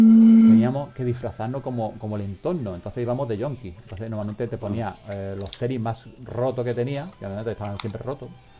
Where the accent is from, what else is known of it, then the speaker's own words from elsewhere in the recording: Málaga, Andalusia, Spain; Yo soy de Málaga, de Portarta, ¿sabes? Ahí me he criado yo en Portarta.